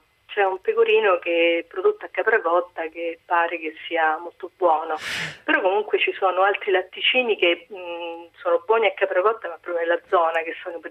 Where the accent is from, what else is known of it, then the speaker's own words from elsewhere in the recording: Torrita Tiberina, Lazio, Italy; Il mio paese, quello della mia infanzia, si chiama Torita Tiberina.